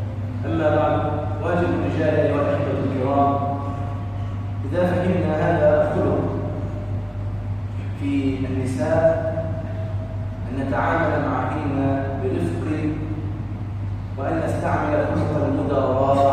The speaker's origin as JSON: {"language": "Arabic", "country": "Egypt", "said": "يعني مثلا عندنا في مصر الناظر إلى نتائج الثانوية العامة في السنوات العشر الأخيرة"}